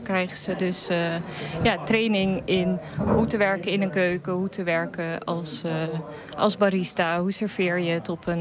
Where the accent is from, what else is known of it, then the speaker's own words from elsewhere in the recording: Ter Apel, Groningen, Netherlands; Oorspronkelijk kom ik uit Ter Apel. De hoofdstad van het COA, kun je wel zeggen. Van de asielketen.